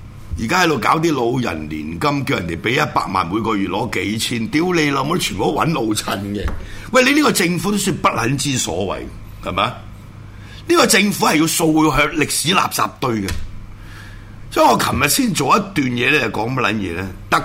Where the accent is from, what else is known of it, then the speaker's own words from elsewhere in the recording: Hong Kong; born there; 我香港出世，香港是我家，我冇办过任何一笪地方嘅外国护照，对唔住，包括我最容易攞中华民国护照，我都冇攞嘅，